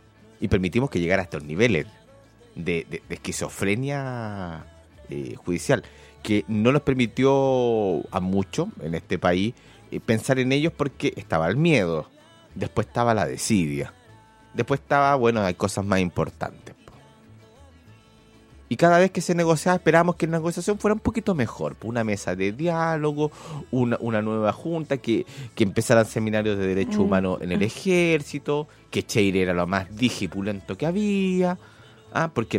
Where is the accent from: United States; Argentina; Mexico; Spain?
Argentina; Yo me crié en la Argentina porque me salvaron.